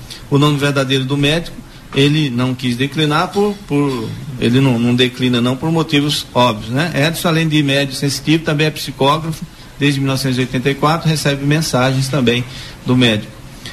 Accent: Bahia, Brazil; Eu sou nordestino, eu sou lá de Patamutela, da Bahia.

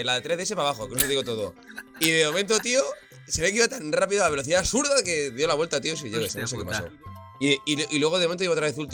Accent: Galicia, Spain; Yo soy muy gallego, entonces para mí era lejos

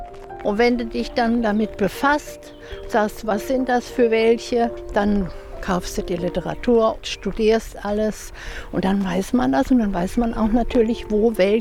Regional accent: Thuringia, Germany; Ja, das ist meine Heimat.

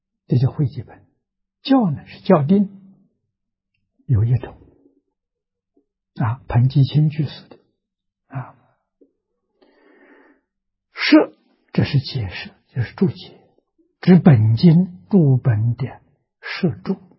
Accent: China; 我们中国人编译大藏经，编译佛教丛书，宋朝时候开始的啊

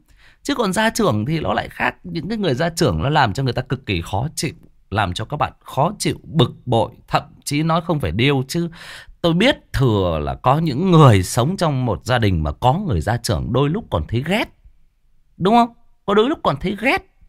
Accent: Van Giang, Hưng Yên, Vietnam; quê tôi thì quê nội ở bên Hưng Yên, ở bên Văn Giang.

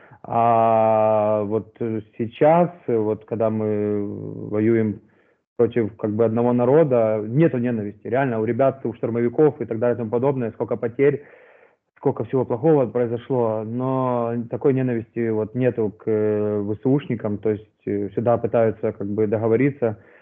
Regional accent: Ukraine; что я вот с Украины

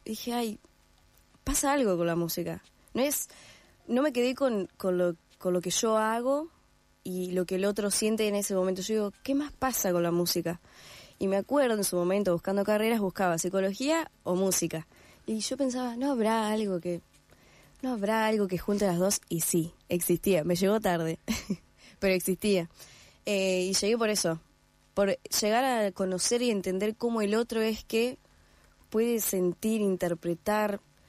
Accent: Gualeguaychú, Entre Ríos, Argentina; yo soy de Entre Ríos, de Gualeguaychú, y no hay profesores de violín acá

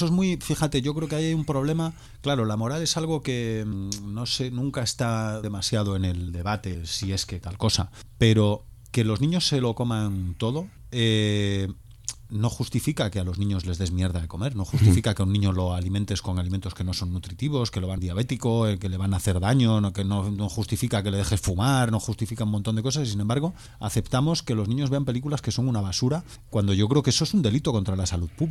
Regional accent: Galicia, Spain; yo soy gallego, o sea, yo soy de la tierra de la cocaína

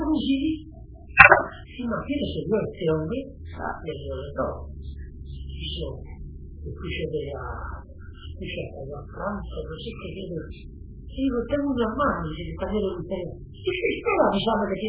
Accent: Italy; Spanish is a second language; now in Argentina; Soy italiano, pero tengo ciudadanía.

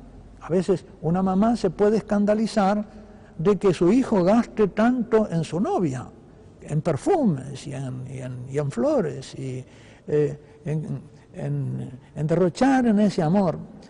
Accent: Uruguay; también un episodio que he visto en mi país, en el Uruguay, durante la Semana Santa

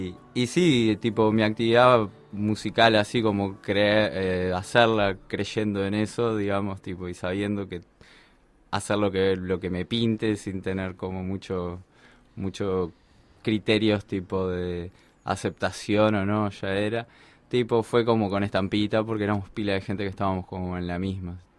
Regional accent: Chuy, Rocha, Uruguay; yo soy del Chuy en realidad, y con Nico y Mateo nos conocemos de allá y después nos rejuntamos acá

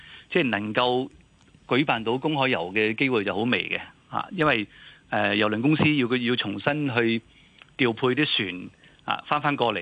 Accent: Hong Kong; 我香港人出游嘅意欲好強嘅

